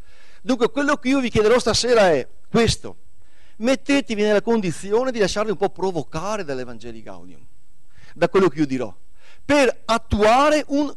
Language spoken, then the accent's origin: Italian; Bassano del Grappa, Veneto, Italy; born there; now in San Martino di Lupari, Italy; Io sono nato a Bassano del Grappa, ecco, nel lontano 1971, nel vecchio ospedale della Madonnina qua a 2 passi. Dunque sono a casa, ecco, sono un novese di adozione, poi adesso vivo a San Martino di Lupari.